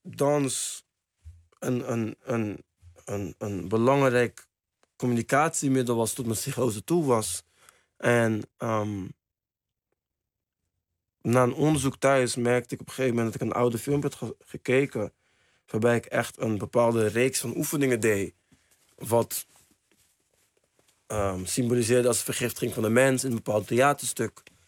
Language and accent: Dutch; Spain; Dutch is a second language; Oké, ik kom uit Spanje, ik ben wereldkampioen.